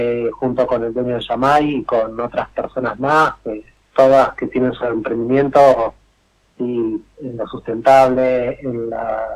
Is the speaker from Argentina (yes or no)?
yes; Buenos Aires Province, Argentina; yo nací y me crié en Buenos Aires, en conurbano bonaerense, en zona oeste. Uh-huh. Y bueno, mi mamá es cordobesa y mi papá es florense.